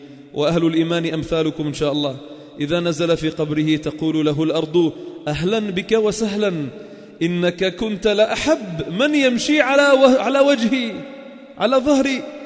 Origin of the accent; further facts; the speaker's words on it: Sidon, South Governorate, Lebanon; حدثوني فيها كبار السن عندنا بصيدا